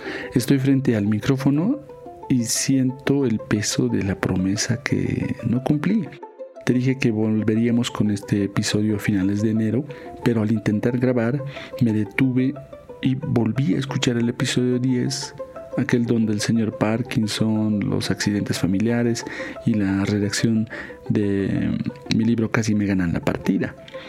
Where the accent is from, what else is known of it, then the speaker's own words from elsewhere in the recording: Bolivia; En los Andes, de donde yo vengo, en Latinoamérica, en Bolivia concretamente, nuestro ciclo de renovación es el 21 de junio.